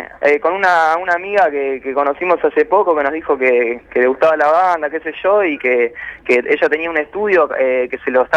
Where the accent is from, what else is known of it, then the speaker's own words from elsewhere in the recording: Mar del Plata, Buenos Aires Province, Argentina; also born or lived in Neuquén; Yo soy de Mar del Plata y viví mucho tiempo en Neuquén